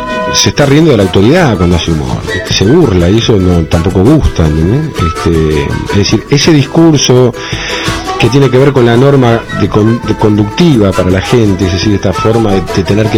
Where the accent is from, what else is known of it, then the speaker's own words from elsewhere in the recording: Castelar, Buenos Aires Province, Argentina; also born or lived in Morón; Nací vivía en Castelar y nací en Morón. Y después, en el año 68, me mudé a Villaluro